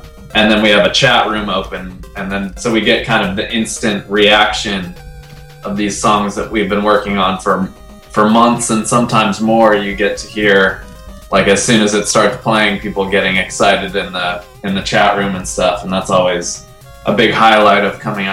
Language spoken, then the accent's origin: English; Los Angeles, California, United States; We are from Los Angeles, California.